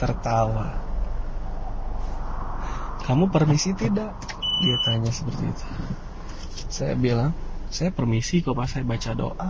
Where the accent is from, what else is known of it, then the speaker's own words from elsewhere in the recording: Java, Indonesia; Cerita nanya asli mana, saya bilang asli Jawa mas.